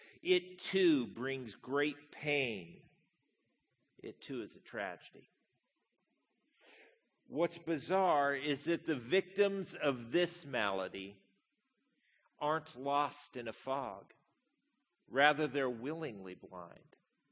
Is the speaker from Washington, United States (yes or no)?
yes; Spokane, Washington, United States; I grew up here in Spokane